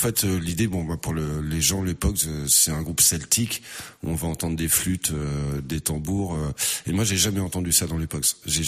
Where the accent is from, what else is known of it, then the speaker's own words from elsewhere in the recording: Tours, Centre-Val de Loire, France; now in Orléans, France; j'ai 50 ans, je suis musicien. À la base, je suis de Tours, je suis arrivé à Orléans il y a une quinzaine d'années.